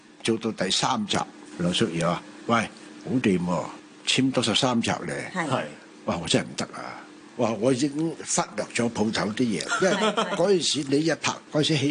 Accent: Hong Kong; 我哋香港人系其实香港人讲说话咧

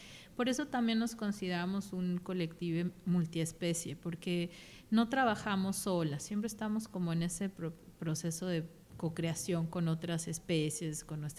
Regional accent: Mexico City, Mexico; moved away as an adult; las dos somos mexicanas, yo soy de Ciudad de México

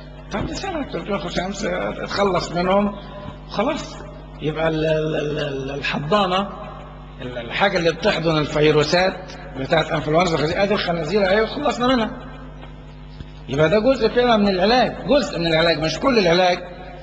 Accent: Egypt; وعندنا في مصر هنا اعدموا طيور كتير جدا

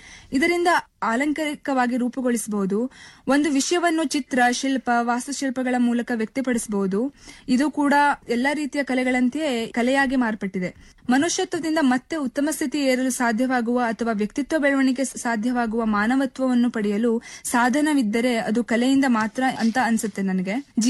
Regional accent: Yellapur, Karnataka, India; ಮಾಡುವ ನಮಸ್ಕಾರಗಳು. ನನ್ನ ಊರು ಉತ್ತರ ಕನ್ನಡ ಜಿಲ್ಲೆಯ ಯಲ್ಲಾಪುರ.

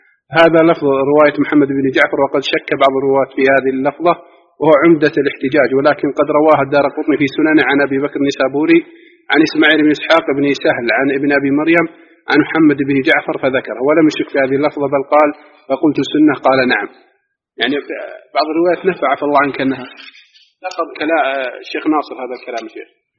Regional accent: Egypt; نحن مقيمين هنا وأهالينا مثلا نعرف بعض الناس الضعاف عندنا في مصر

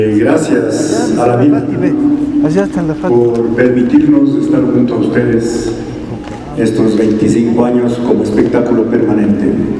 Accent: Ecuador; Pero sobre todo, somos ecuatorianos que conocemos al Ecuador y queremos el Ecuador.

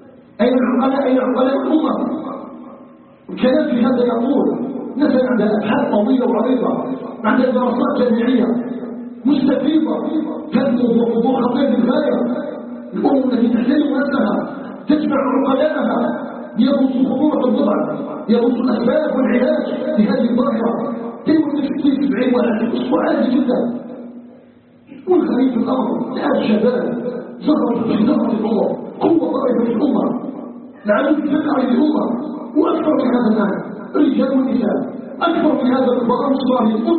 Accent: Algeria; نسألك جل في علاه أن يجعل بلدنا الجزائر بلدا آمنا مطمئنا

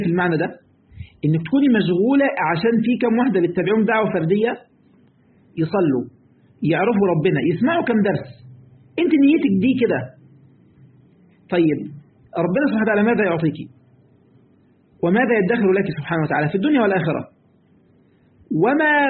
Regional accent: Egypt; من الفوائد في بعض الكلمات عندنا في مصر يقول لك أنا عملت كذا والباقي على ربنا

